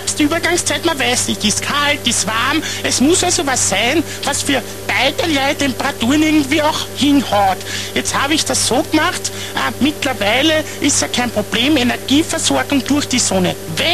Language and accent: German; Carinthia, Austria; Bei uns in Kärnten sagt man statt Beutel, Beidl.